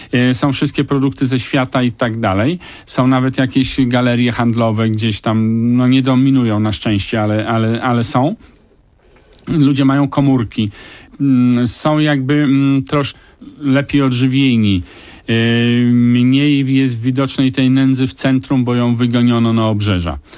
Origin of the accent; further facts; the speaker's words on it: India; Polish is a second language; now in Poland; Tak, jestem przynajmniej raz w roku w Indiach.